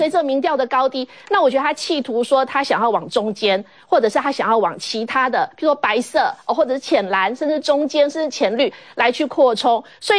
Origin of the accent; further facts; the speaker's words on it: Hsinchu, Taiwan; 因为尤其是我来自新竹哦